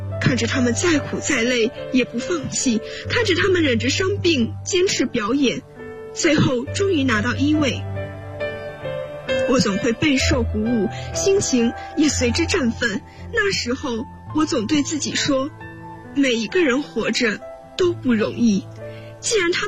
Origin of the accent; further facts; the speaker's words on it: Qingdao, Shandong, China; now in Nanjing, China; 来自山东青岛，我在南京大学，距离我的家乡571公里。